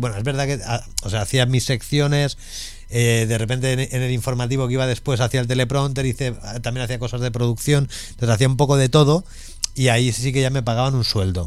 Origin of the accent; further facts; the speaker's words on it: Huesca, Aragon, Spain; born there; Yo nací en Huesca. Uh-huh. Y mi madre es oscense